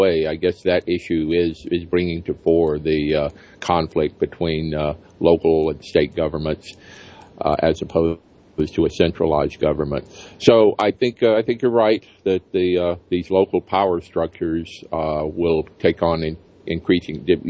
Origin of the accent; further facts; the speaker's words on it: Alabama, United States; All of those are being overturned despite sometimes fierce resistance in states like my home state of Alabama.